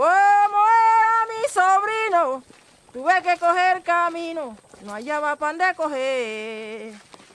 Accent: Colombia; Como yo soy desplazada de los Montes de María, hice esta composición porque mataron a mi sobrino.

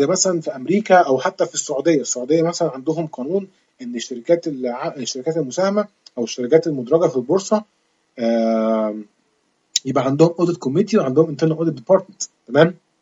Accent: Egypt; زي البنك المركزي كده عندنا في مصر،

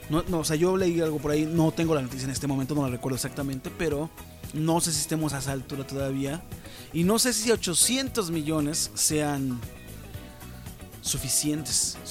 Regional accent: Mexico; Es algo que manejamos día a día nosotros como mexicanos.

